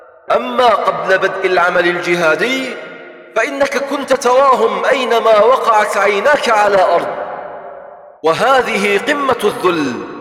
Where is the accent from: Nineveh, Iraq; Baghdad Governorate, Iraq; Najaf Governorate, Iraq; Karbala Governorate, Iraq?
Nineveh, Iraq; Tal Afar; وفي بلدتنا هذه يا شباب، في تل أعفر وصل الحال بهم إلى، تذكرون دورياتهم التي كانت تدخل إلى بعض أحياء المدينة